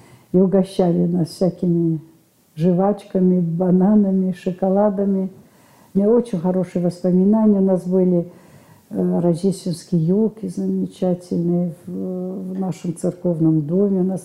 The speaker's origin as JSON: {"language": "Russian", "town": "Cannes", "region": "Provence-Alpes-Côte d'Azur", "country": "France", "tie": "born or raised there", "said": "Я родилась в Каннах. Это было во время войны, Второй мировой войны. После революции мои родители уехали в Эфиопию."}